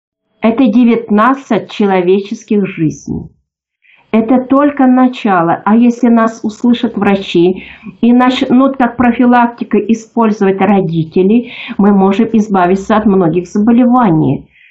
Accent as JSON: {"language": "Russian", "region": "Bashkortostan", "country": "Russia", "tie": "born or raised there", "said": "потому что я сама родом из Башкирии."}